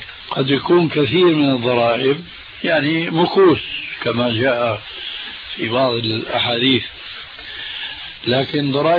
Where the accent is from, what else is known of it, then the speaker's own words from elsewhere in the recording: Damascus, Damascus Governorate, Syria; هذه كانت تستعمل عندنا في دمشق،